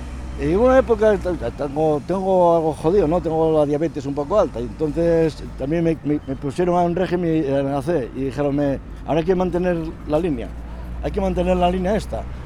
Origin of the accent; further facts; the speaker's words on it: Mieres, Asturias, Spain; now in Gijón, Spain; soy de Mieres, y cuando vine de Mieres para Gijón yo tenía 24 años, me parece, 24 o 25 años.